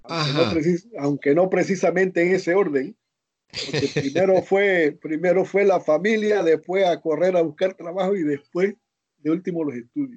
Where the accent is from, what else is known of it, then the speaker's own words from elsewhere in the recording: Azuero Peninsula, Panama; born there; Incluso en el área donde yo nací, en la península de Azuero, que se dice que son de raíces hispanas